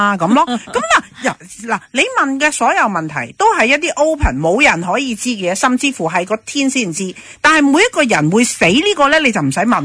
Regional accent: China; 嗱，我哋中国人咧就好讲孝道嘅

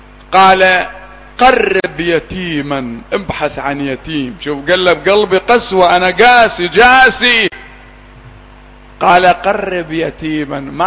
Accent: Iraq; أنا أدعو التجار الآن عندنا في العراق

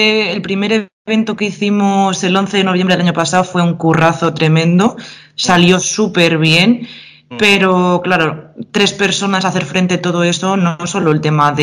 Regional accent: Vitoria, Basque Country, Spain; creo que 4 o así somos de Vitoria

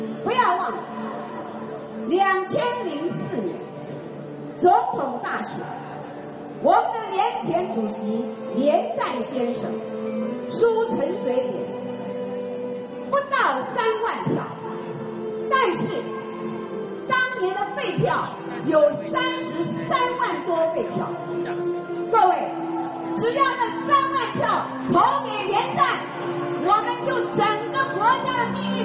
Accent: Taiwan; 带给我们台湾人民非常耻辱的8年

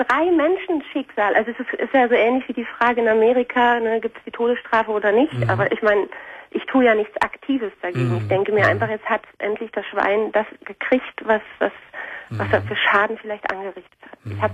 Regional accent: East Germany, Germany; ich komme aus der Ex-DDR. Mhm. Und dann sind meine Eltern nach Nordrhein-Westfalen gezogen.

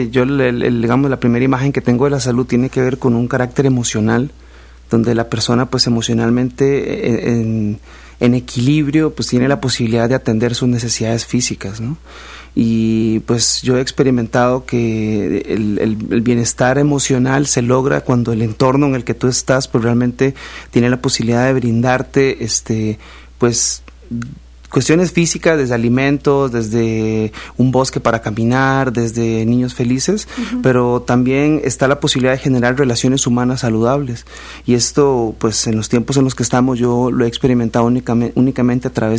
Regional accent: Costa Rica; moved away; yo soy de Costa Rica y cuando estábamos allá

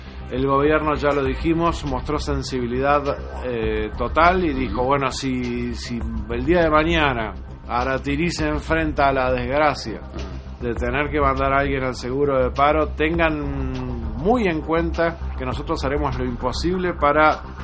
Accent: Uruguay; me traiciona a mí como uruguayo

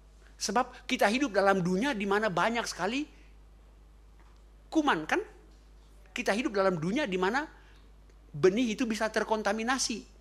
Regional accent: Ambon, Maluku, Indonesia; karena saya orang Ambon

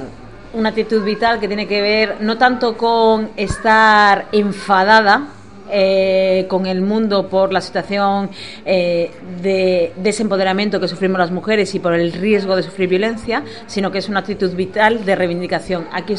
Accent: Bilbao, Basque Country, Spain; soy activista feminista, soy de Bilbao

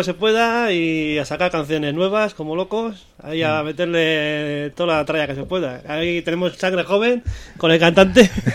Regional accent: Bilbao, Basque Country, Spain; yo soy de Basurto, Recalde

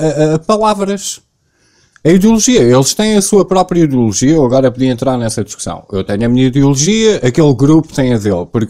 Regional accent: Portugal; Mas eu sou português, né? Eu não posso. Eu estou no meu país

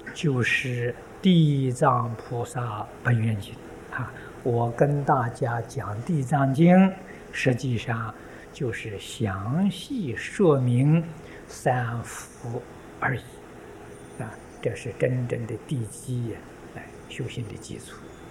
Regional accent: China; 红色的，这是我们中国人呢吉祥很习惯的。

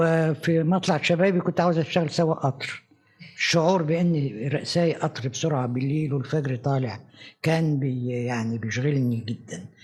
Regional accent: Egypt; إحنا عندنا في مصر في وقت من الأوقات كانت حركة نقد مزدهرة

